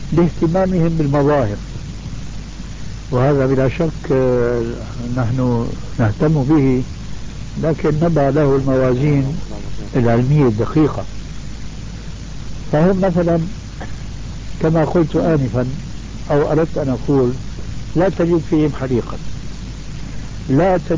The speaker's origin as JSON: {"language": "Arabic", "town": "Damascus", "region": "Damascus Governorate", "country": "Syria", "said": "كما يقولون عندنا في دمشق الألف من المصطيجة، المصطيجة العصاية الطويلة عندنا"}